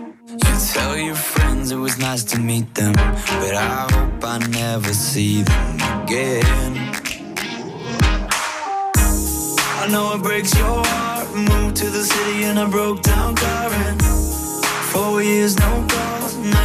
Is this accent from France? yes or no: yes; France; Parce que déjà, je suis français